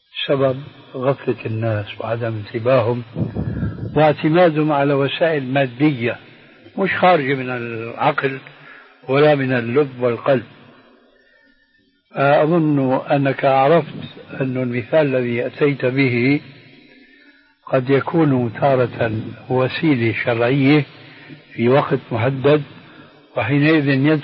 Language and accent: Arabic; Syria; هذه عندنا في الشام في سوريا مشهورة هذا الحديث، وجئت هنا وسمعته أيضا